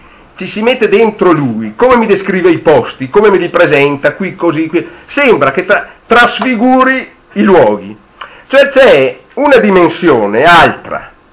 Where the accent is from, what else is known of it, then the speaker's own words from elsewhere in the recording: Verona, Veneto, Italy; perché io sono veronese, io sono sempre venuto in vacanze in Alto Adige